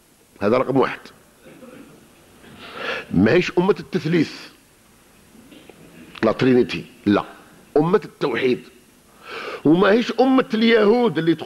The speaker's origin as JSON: {"language": "Arabic", "country": "Algeria", "said": "صار كما عندنا في الجزائر، البارح كان اشتراكي اليوم رأسمالي"}